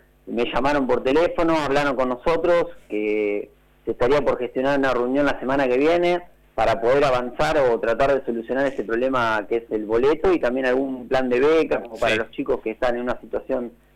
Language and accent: Spanish; Cañuelas, Buenos Aires Province, Argentina; Yo digo a los chicos porque yo soy de Cañuela, sí.